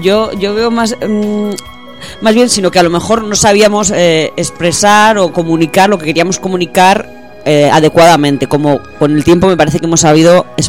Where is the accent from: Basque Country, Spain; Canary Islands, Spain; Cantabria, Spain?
Basque Country, Spain; me crié en Euskadi y mi familia es de León.